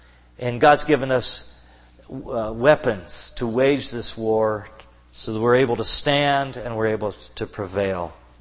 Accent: Kentucky, United States; since I'm from Kentucky, I'm familiar with the battles between the moonshiners and the revenuers.

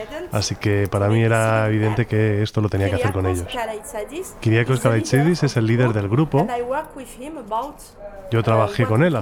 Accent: Morocco; also born or lived in Algeria; yo vengo de Marruecos, Argelia, así que he escuchado mucha música y muchas canciones sefardíes de jaquetía

